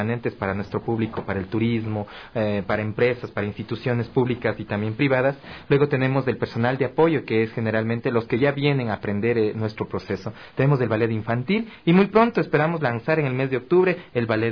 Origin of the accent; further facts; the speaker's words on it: Otavalo, Imbabura, Ecuador; Yo provengo de la comunidad de Ilumán, de Otavalo. Papá y mamá pues son criados allá